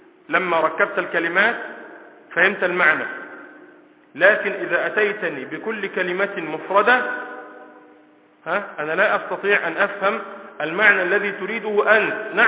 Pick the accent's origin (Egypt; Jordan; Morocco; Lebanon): Egypt; وإلا لو سألتني وأنا من مصر عن هذا الحيوان الذي له صفة كذا لقلت هذا اسمه أسد